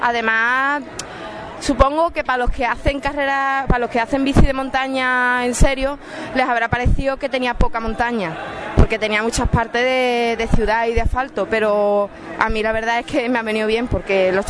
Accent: Cádiz, Andalusia, Spain; yo soy de Cádiz, hice uno en Cádiz que se ha hecho este año por primera vez

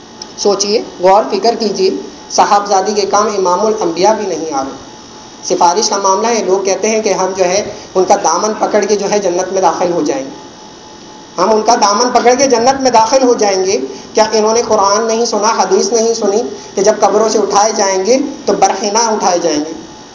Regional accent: Karachi, Sindh, Pakistan; اگر آج دیکھیں میرا تعلق کراچی سے ہے اور کراچی میں یہ بیماری پائی جاتی ہے

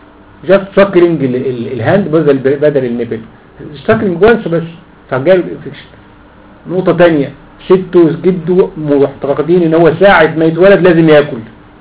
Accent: Egypt; ما بيتصنعش عندنا في مصر

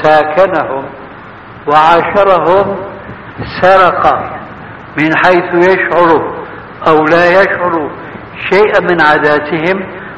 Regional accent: Syria; هذه بسموها عندنا في سوريا برازيت، يعني تشويه.

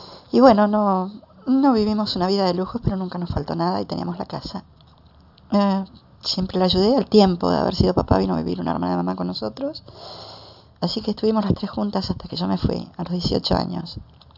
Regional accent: Argentina; tengo 27 años, soy argentina, vivo en Buenos Aires, sola, soy una chica trans

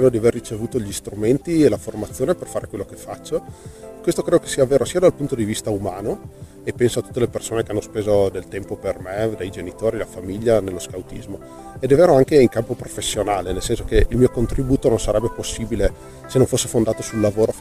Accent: Veneto, Italy; moved away as an adult; now in Stuttgart, Germany; ho 29 anni e vivo a Stoccarda, in Germania. Vengo dalla provincia di Belluno

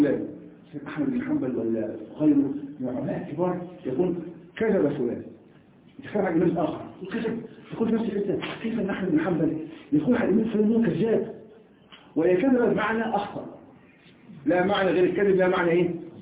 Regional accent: Egypt; نحن كمصريين لا نخرج اللسان عمق الله وعندنا ايضا كمصريين لا نقول بالجيم جاء

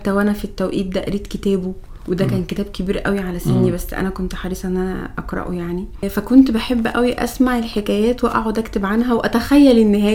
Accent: Mansoura, Dakahlia, Egypt; وكنت الاولى على قسم علم الرياضه في محافظه الدقهليه، انا من المنصوره

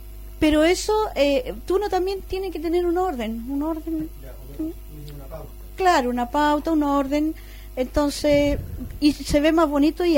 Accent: Santiago, Santiago Metropolitan Region, Chile; also born or lived in Los Ángeles; yo nací en Los Ángeles, me crié en Santiago y después tuve una casa en Coronel

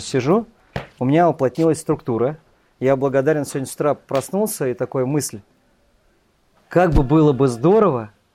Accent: Moscow, Russia; я родом из Москвы, мне 41 год.

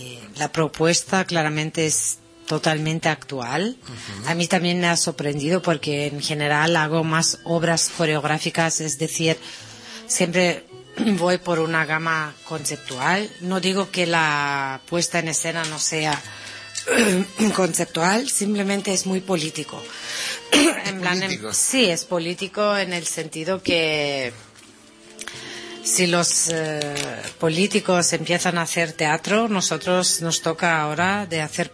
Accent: Greece; Spanish is a second language; now in Barcelona, Spain; no soy catalana, aún soy griega y mi ADN es de Grecia, así es. Aunque que amo Barcelona

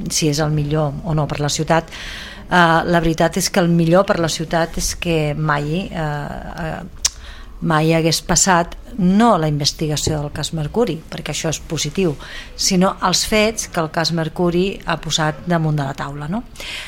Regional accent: Sabadell, Catalonia, Spain; perquè com a sabadellenca, suposo que tots nosaltres i sabadellencs no ens agrada la imatge que la ciutat doncs, està tenint

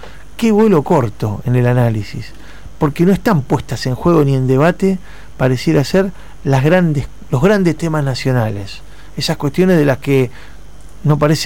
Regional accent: Argentina; desde el lugar que nos toca como argentinos, en este caso como periodistas argentinos

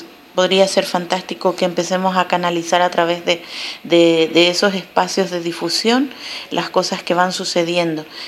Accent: Paraguay; soy de Paraguay.

